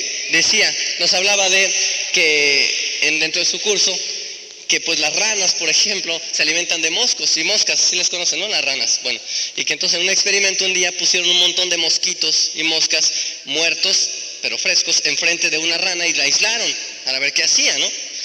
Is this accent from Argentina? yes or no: no; Tenancingo, State of Mexico, Mexico; porque allá de donde yo soy, de Tenancingo, pues eran unos duraznos bien, bien sabrosos